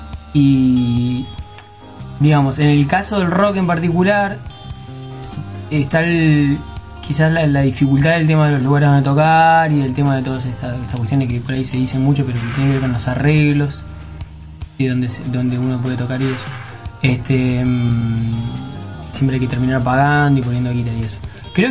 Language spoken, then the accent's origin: Spanish; Santa Fe, Argentina; yo crecí en Santa Fe viendo venir grupos de afuera a tocar a Santa Fe